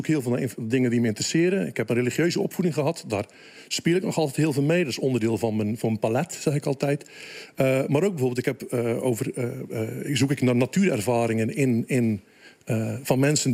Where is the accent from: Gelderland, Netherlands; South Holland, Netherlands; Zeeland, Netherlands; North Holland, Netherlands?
Zeeland, Netherlands; Axel; Ik kom uit Axel.